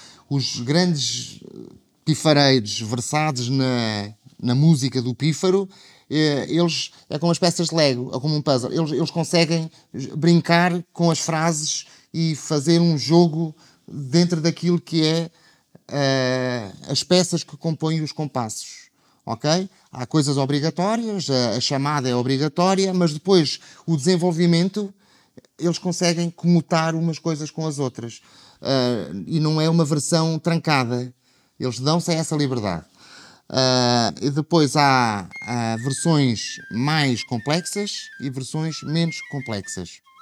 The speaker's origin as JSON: {"language": "Portuguese", "town": "Fundão", "region": "Castelo Branco", "country": "Portugal", "tie": "born or raised there", "said": "tenho 47 anos, nasci em Castelo Branco, mas o meu conselho de identidade é o Fundão."}